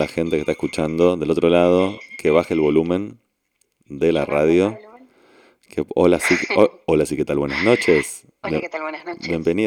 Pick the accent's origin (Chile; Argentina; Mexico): Argentina; porque somos argentinos